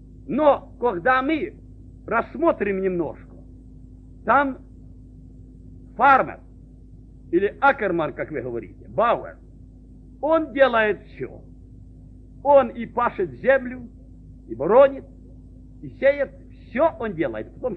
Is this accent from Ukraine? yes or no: yes; Ukraine; Но мы, конечно, кто вырос на Украине, мы не раз носили коромысла на этих плечах, правда, братья?